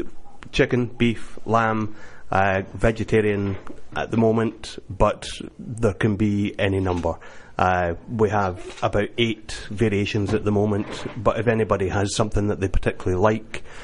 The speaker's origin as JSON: {"language": "English", "town": "Edinburgh", "region": "Scotland", "country": "United Kingdom", "tie": "born or raised there", "moved": "as an adult", "said": "I was born and raised and worked as a chef until I left nearly 30 years ago."}